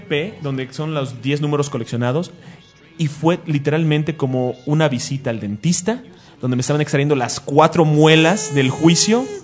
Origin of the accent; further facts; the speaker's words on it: Mexico; Tal vez sea porque somos mexicanos.